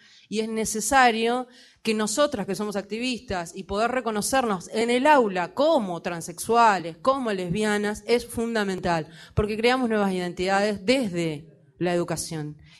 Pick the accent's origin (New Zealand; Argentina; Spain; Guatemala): Argentina; now in Montevideo, Uruguay; Ya que soy argentina